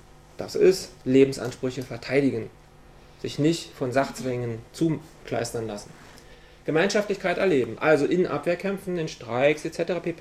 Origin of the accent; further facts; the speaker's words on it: Berlin, Germany; Zwei Beispiele, ich komme aus Berlin